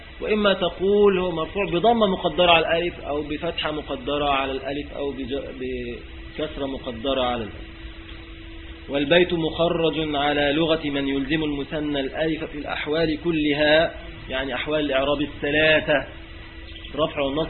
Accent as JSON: {"language": "Arabic", "country": "Egypt", "said": "في بلادنا موجود للأسف، يعني في بلادنا مصر يعني،"}